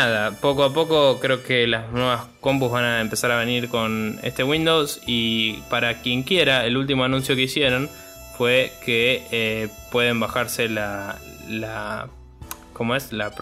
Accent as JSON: {"language": "Spanish", "country": "Argentina", "said": "creo que para nosotros como argentinos y quizás latinoamericanos en general, no nos va a cambiar mucho"}